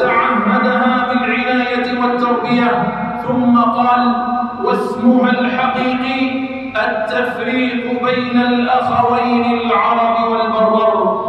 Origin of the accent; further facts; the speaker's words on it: Algeria; نراها تستغل أوضاع بلادنا الجزائر